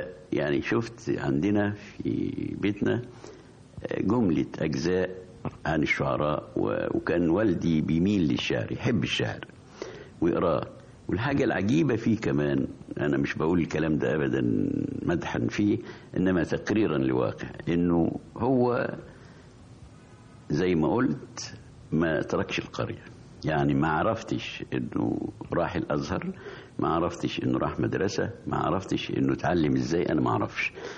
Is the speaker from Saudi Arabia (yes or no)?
no; Farsis, Gharbia, Egypt; الكتاب في قريتنا اللي اسمها فرسيس كان مختلف عن الكتاتيب اللي كانت موجودة في الوقت ده